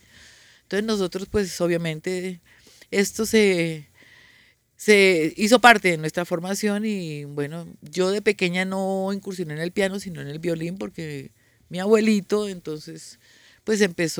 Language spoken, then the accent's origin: Spanish; Buga, Valle del Cauca, Colombia; also born or lived in Bogotá; Se me salió el bugueño, Yo nací en Bogotá, pero me crié en el Valle, en Buga.